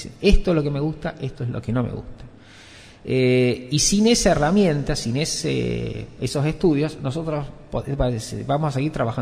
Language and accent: Spanish; Córdoba, Argentina; yo soy cordobés. No se nota en la tonada porque yo la he perdido de tantos años. Junto con el pelo perdí la tonada.